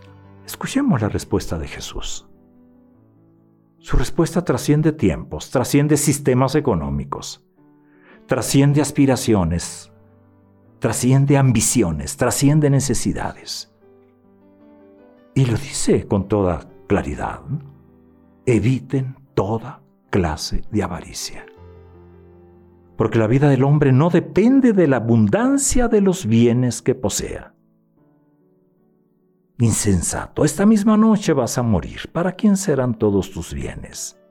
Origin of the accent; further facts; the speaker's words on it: Granados, Sonora, Mexico; Los saludo desde mi tierra, desde Granados, Sonora.